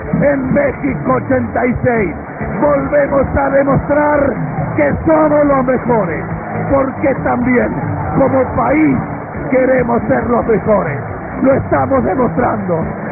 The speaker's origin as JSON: {"language": "Spanish", "country": "Argentina", "said": "la emoción que desatamos porque somos argentinos"}